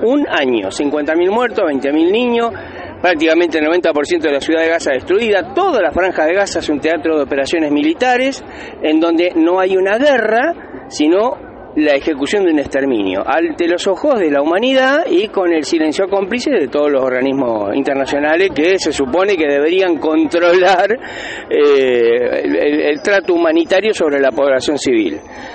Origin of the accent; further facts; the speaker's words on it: Moreno, Buenos Aires Province, Argentina; yo personalmente soy de Moreno